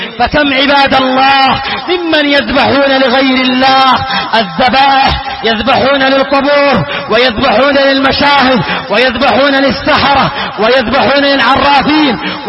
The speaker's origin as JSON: {"language": "Arabic", "country": "Yemen", "said": "وهذا موجود في بعض بلادنا اليمنية"}